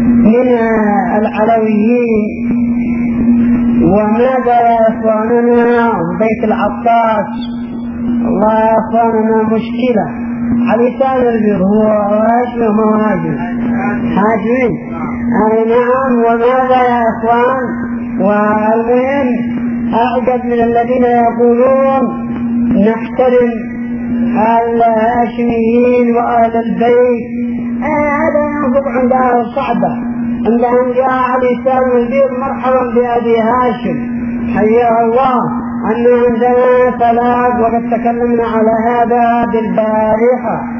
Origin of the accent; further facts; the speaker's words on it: Yemen; لكن بقي عندنا في اليمن هنا